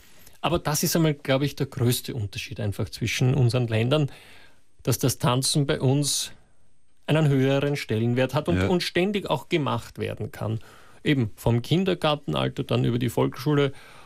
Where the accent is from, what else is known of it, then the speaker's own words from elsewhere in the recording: Russia; Das ist bei uns in Russland die ganze Kindheit lang kann man in Tanzschulen gehen